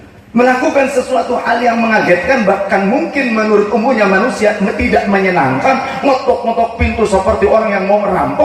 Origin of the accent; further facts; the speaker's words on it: West Java, Indonesia; Padahal orang Sunda saya, tapi ini ketularan sama beliau. Saya itu orang Sunda, ini ketularan.